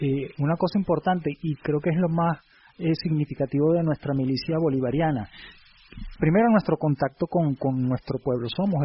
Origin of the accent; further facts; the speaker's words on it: Caracas, Capital District, Venezuela; en este caso específicamente de Caracas, porque somos caraqueños.